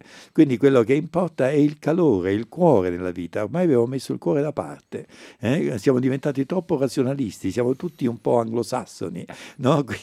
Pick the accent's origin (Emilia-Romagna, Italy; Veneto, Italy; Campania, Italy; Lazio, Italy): Campania, Italy; Naples; io sono un napoletano e a Napoli il lavoro si dice faticare